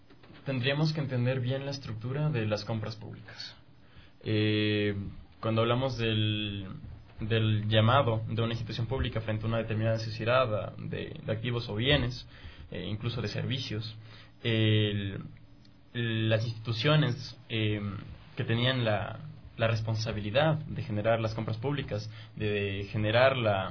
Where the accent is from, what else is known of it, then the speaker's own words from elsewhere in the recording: Ecuador; O sea, nosotros como ecuatorianos, ¿cómo vemos el Estado?